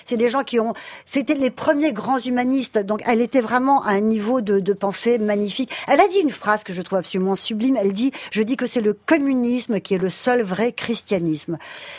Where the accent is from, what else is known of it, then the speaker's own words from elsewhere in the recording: France; moi, je suis française et je ne m'ennuie pas du tout, mais pas une seconde.